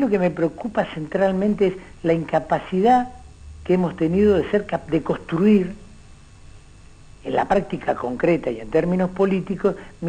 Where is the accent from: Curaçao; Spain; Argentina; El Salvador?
Argentina; Florencio Varela, Buenos Aires Province; born there; Nací en Florencio Varela y viví